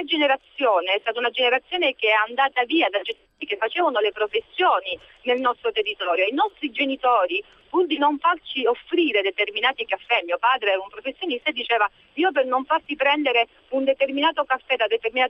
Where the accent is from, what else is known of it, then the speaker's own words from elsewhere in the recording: Calabria, Italy; born there; now in Rome, Italy; Guarda, io sono nata in Calabria, sono 30 anni che vivo a Roma